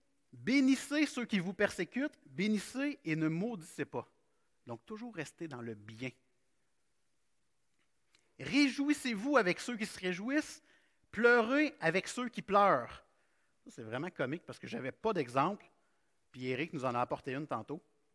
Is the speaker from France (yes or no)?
no; Quebec, Canada; Et bien que nous soyons chrétiens ce matin, on est des Québécois.